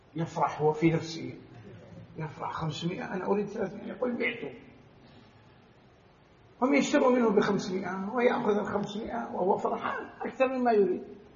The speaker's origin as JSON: {"language": "Arabic", "country": "Saudi Arabia", "said": "يعني أضرب لكم مثل بما عندنا في البلد، عندنا في السعودية الغنم غالية جدا"}